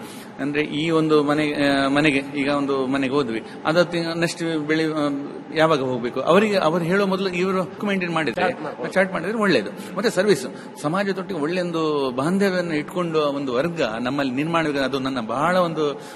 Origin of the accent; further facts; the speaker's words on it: Kaup, Karnataka, India; ಅಂತೂ ನಮ್ಮ ಕಾಪು, ನಂಗೆ ಏನಂದ್ರೆ ಕಾಪು ತಾಲೂಕು ನಮ್ಮ ಊರಲ್ಲಿ